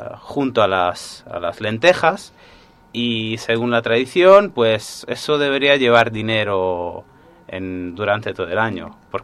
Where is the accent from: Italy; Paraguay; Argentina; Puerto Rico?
Italy; Sardinia; Spanish is a second language; Es una tradición, por lo visto, propia de mi pueblo. Por lo menos yo no he hablado con gente de los pueblos alrededores y del resto de Cerdeña